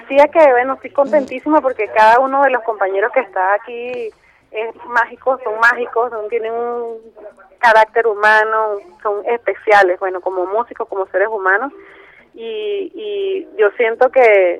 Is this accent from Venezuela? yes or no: yes; Venezuela; tanto que nosotros amamos lo que somos como así venezolanos.